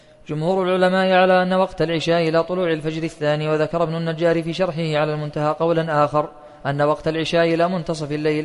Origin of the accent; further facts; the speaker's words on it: Saudi Arabia; فالتقويم عندنا في السعودية